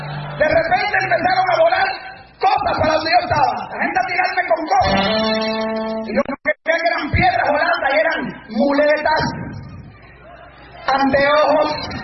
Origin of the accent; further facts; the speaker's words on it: Puerto Rico; Digo, si yo soy puertorriqueño, escúchame si ya soy malo aquí.